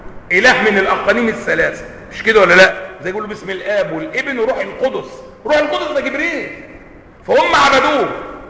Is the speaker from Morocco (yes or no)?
no; Egypt; accent: Egyptian; الماء الآسن اللي هو بنقول عليه بلهجتنا المصرية ماء ايه؟ معطن.